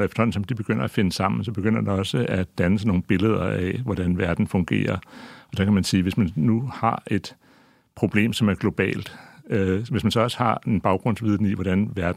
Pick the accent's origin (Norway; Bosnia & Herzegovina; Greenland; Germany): Greenland; Jeg er også vokset op, kan man sige, til en vis grad i sådan en grønlandsk kontekst